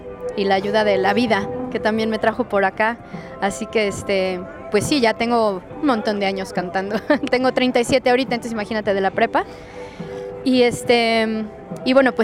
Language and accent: Spanish; Costa Rica; born or raised there; also born or lived in Mexico City